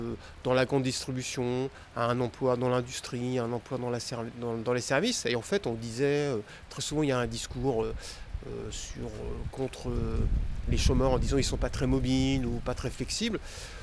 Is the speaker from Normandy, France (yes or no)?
yes; Le Havre, Normandy, France; Oui, moi je suis du Havre, enfin, donc la ville qui est à côté.